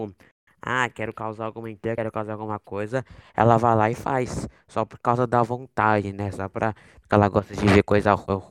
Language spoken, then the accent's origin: Portuguese; São Paulo, Brazil; tenho 15 anos, sou de São Paulo.